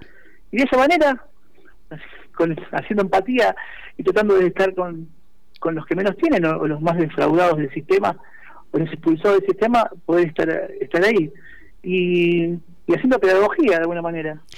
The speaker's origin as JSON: {"language": "Spanish", "region": "Buenos Aires Province", "country": "Argentina", "said": "Yo soy de Buenos Aires, estoy en Avellaneda, que es el partido, yo vivo en Wilde, que en la ciudad de Avellaneda, que es la cabecera, ¿no? Cerquita de Capital, a 20 minutos de Capital."}